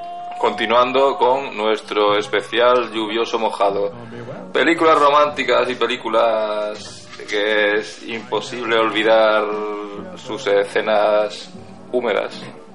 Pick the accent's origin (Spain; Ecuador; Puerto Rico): Spain; Andalusia; No sé si soy exagerado, pero bueno, como soy andaluz, pues me lo puedo permitir.